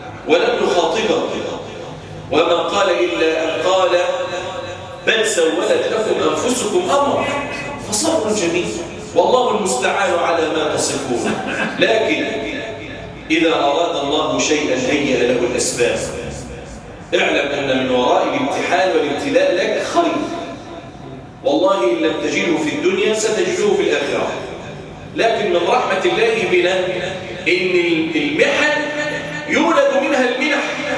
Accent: Egypt; وأن يجعل بلدنا مصر أمن الأمان سخاء رخاء

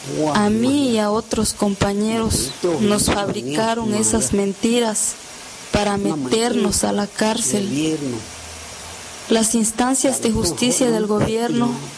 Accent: Xochistlahuaca, Guerrero, Mexico; born there; Actualmente tengo 78 años. Nací en Sulhá, Xochitlahuaca. Soy campesino.

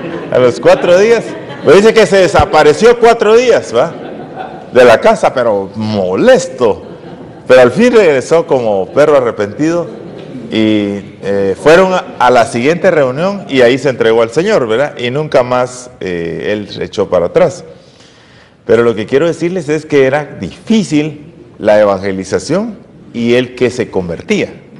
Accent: Zacapa, Guatemala; Por la gracia de Dios, soy de Zacapa.

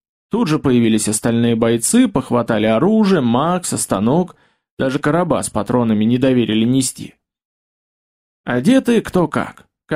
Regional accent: Gorodets, Nizhny Novgorod Oblast, Russia; now in Nizhny Novgorod, Russia; приехал я из Нижнего в городец, на родину, к бабке

